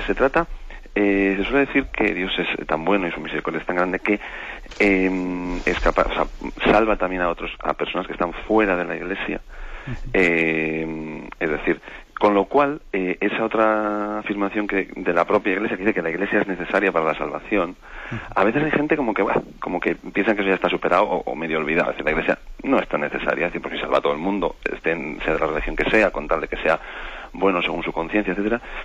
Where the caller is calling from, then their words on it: Vitoria-Gasteiz, Basque Country, Spain; de Vitoria.